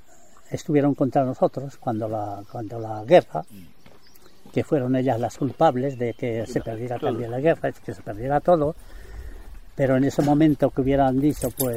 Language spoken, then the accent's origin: Spanish; Angüés, Aragon, Spain; now in France; Así que no podía venir a estar en Angüés, por ejemplo, venirme a mi pueblo, ¿no? A mi pueblo estuve 32 años sin venir al pueblo.